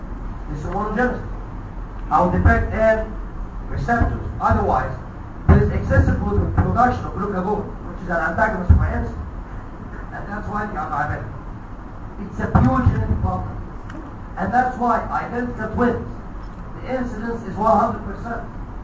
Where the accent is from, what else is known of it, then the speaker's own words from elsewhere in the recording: Egypt; اتربى في احضاننا في مصر الحبيبه